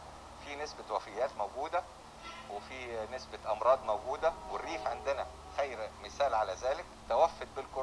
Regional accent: Sohag Governorate, Egypt; السيناريو اللي بيحصل في الهند بعد الشر مليون مرة وارد أن يحصل عندنا في سوهاج

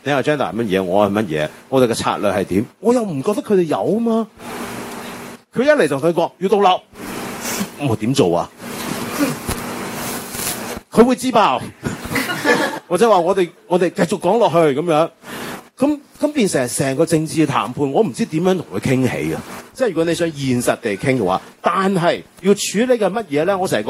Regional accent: Taiwan; now in Hong Kong; 即係我呢一代香港人，我又比較特別啦，我喺台灣長大出世係咪，即係我喺台灣係跟住外省人嘅我外公外婆長大，我外公係嗰啲國民黨情報官員嚟嘅

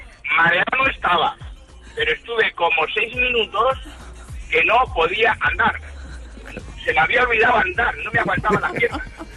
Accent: Catalonia, Spain; Yo soy catalán y como sabréis, en Cataluña y Valencia son típicas las collas.

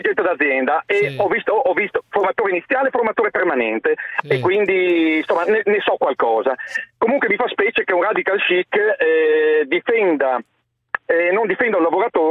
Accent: Udine, Friuli-Venezia Giulia, Italy; sono di Udine … ho 56 anni, sono un imprenditore.

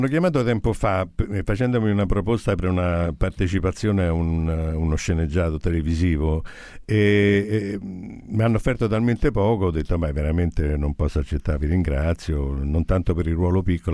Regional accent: Rome, Lazio, Italy; accent: Roman; Ma guardi che io sono romano pure, io parlo solo romano, sto a fare una fatica per parlare italiano.

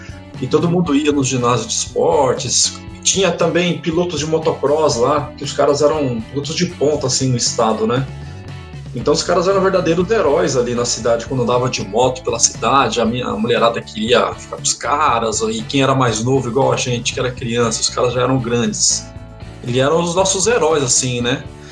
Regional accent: Umuarama, Paraná, Brazil; Com criança, eu morava no interior. Eu sou paranaense, né? Eu morava no interior do Paraná, lá em Moarama. Uhum. E a cidade assim, com 100, 130 mil habitantes.

